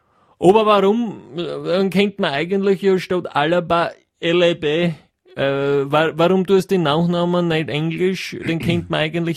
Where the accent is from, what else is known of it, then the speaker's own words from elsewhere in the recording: Styria, Austria; der kommt ja aus meiner Heimat, der grünen Steiermark